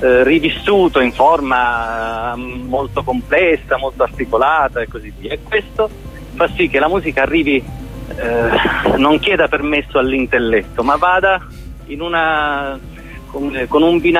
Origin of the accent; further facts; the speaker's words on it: Sicily, Italy; moved away as an adult; io essendo nato in Sicilia, vissuto fino a 30 anni in Sicilia